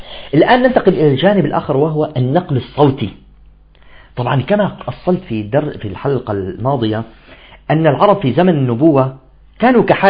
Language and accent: Arabic; Damascus, Damascus Governorate, Syria; حتى في عندنا منطقة في الشام في دمشق تسمى منطقة الطلياني